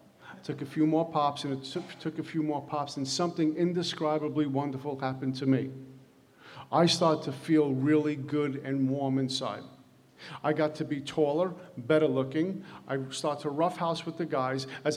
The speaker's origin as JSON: {"language": "English", "town": "Brooklyn", "region": "New York", "country": "United States", "tie": "born or raised there", "said": "And back in the day, growing up in Brooklyn, hanging out on the corner was like a religion."}